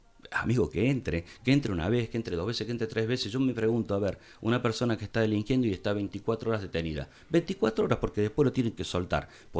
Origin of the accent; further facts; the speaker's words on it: Capilla del Monte, Córdoba, Argentina; Por lo menos los que somos de Capilla del Monte conocemos todos.